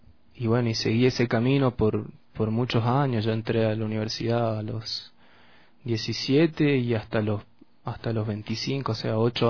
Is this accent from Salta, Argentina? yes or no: yes; La Caldera, Salta, Argentina; salí de La Caldera, salí de Salta con un grupo muy querido de amigos de ahí del pueblo